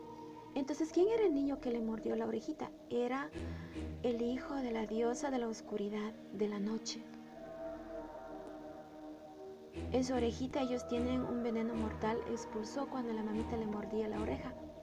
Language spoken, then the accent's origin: Spanish; Ecuador; soy ecuatoriana, nacionalidad Shuar.